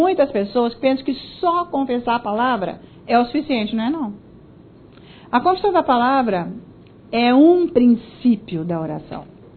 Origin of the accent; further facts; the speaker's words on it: Italy; Portuguese is a second language; Eu sou italiana.